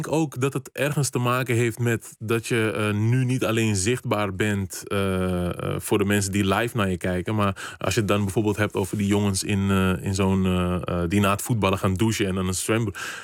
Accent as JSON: {"language": "Dutch", "town": "Amsterdam", "region": "North Holland", "country": "Netherlands", "tie": "born there", "said": "Dus ik ben hier geboren, gewoon Amsterdam, Nederland. Ik voel me ook gewoon Nederlander, maar ik voel me ook echt Kaapverdiaan."}